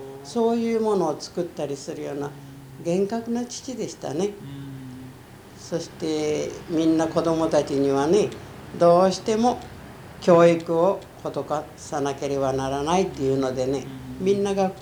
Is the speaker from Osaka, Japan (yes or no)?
no; Oita, Japan; also born or lived in Niigata; そして大分県に行ってね、そしてそこが大変に環境が良いところだったもんですからね、そこにもう落ち着いておりますの、みんなファミリーが。生まれたのは新潟県ですけれどね、